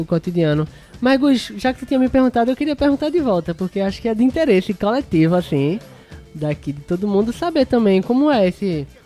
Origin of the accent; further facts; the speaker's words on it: Olinda, Pernambuco, Brazil; Não, sou de Olinda.